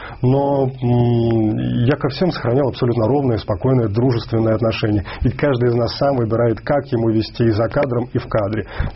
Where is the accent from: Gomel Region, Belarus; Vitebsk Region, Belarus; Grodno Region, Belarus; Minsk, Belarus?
Minsk, Belarus; я родом из Минска, из Беларуси, это моя родина